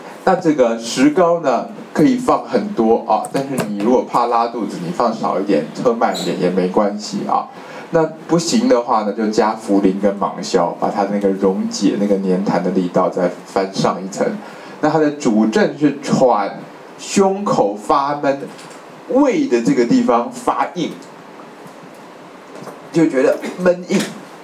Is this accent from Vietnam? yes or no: no; China; 我们中国人说断筋啊